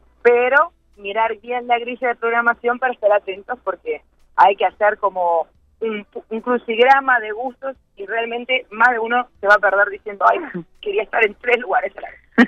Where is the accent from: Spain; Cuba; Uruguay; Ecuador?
Uruguay; como somos los uruguayos, sin presionar y acosar a las felicidades